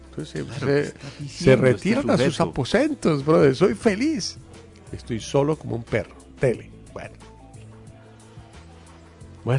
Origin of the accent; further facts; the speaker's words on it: Bogotá, Colombia; born there; Es que yo nací en Bogotá, Colombia, en 1960.